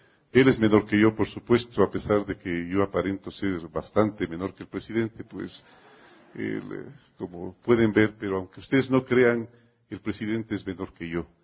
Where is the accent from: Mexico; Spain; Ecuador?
Ecuador; Siempre Quito ha sido extraordinariamente amable, al igual que somos todos los ecuatorianos.